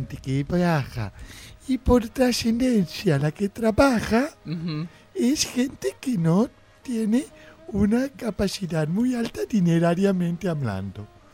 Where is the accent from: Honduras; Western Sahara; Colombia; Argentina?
Argentina; Soy argentina, ajá, nacida y por opción.